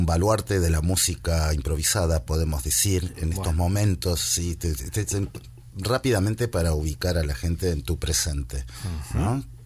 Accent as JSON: {"language": "Spanish", "country": "Argentina", "moved": "yes", "lives_now": "Spain", "said": "Como vos sabrás, yo vengo de Argentina, ¿no? Entonces hay muchas cosas que no sé de la historia española."}